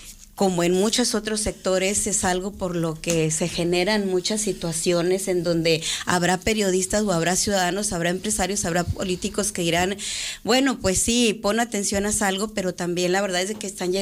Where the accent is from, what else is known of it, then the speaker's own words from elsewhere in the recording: Coahuila, Mexico; de Coahuila, de donde yo soy originaria, que es donde está una de las vetas más grandes de carbón, donde yo nací de familia de carboneros.